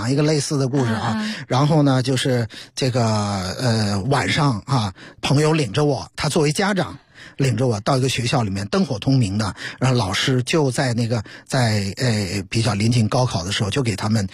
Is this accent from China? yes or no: yes; China; 我们作为中国人带有中国人身上那些该有的东西